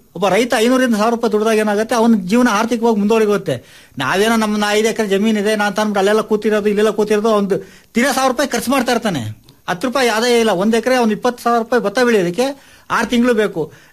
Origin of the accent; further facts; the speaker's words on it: Bandarahalli, Karnataka, India; ನಾನು ಮೂಲತಃ ನಾವು ಭದ್ರಾವತಿ ತಾಲೂಕು ಬಂಡಾರಹಳ್ಳಿ ಗ್ರಾಮದವರು. ನಾವು ಹೆಚ್ಚು ಕಡಿಮೆ ಒಂದು 30 ವರ್ಷದಿಂದ ಜಮೀನು ಮಾಡ್ತಾ ಇದೀವಿ.